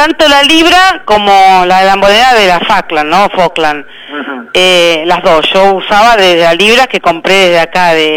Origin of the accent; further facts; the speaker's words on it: Argentina; Ya van empezando a ir siendo argentinos como yo, digamos